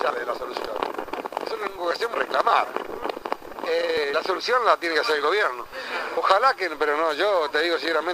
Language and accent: Spanish; Argentina; Estas son las cosas que uno no puede entender como argentino